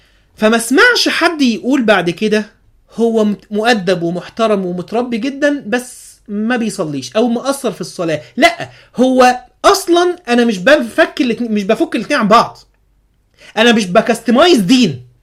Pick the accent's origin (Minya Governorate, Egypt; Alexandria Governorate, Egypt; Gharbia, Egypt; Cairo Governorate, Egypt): Alexandria Governorate, Egypt; Alexandria; كنا مثلا نبقى راكبين الترام عندنا في اسكندريه